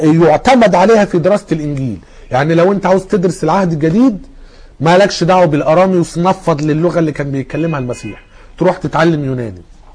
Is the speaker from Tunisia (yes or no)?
no; Egypt; ممكن احنا كمصريين غيرنا في الخليج ما يفهموناش او العكس، مع ان احنا الاثنين بنتكلم عربي